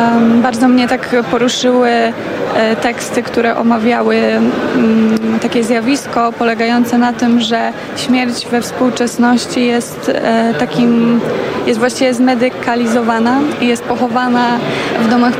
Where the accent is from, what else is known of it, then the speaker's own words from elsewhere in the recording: Podlaskie Voivodeship, Poland; ja jestem spod Białegostoku